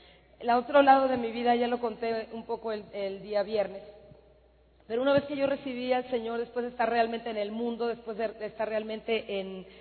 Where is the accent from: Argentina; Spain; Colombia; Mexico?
Mexico; now in United States; Yo soy de México, nací aquí, aquí viví, pero hace 14 años nos fuimos a vivir a Estados Unidos.